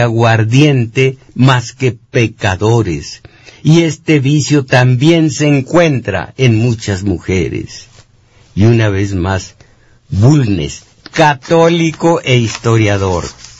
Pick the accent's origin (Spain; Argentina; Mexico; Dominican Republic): Mexico; Las clases altas no viven en México, espiritualmente viven en Europa y en Estados Unidos, pero esto somos los mexicanos.